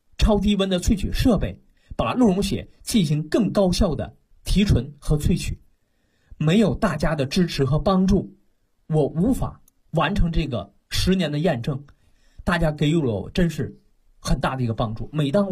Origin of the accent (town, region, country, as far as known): China